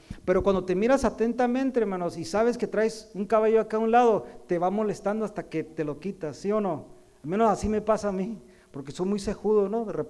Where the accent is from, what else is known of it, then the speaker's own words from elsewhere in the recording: Mexico; now in United States; no por hablar porque yo soy mexicano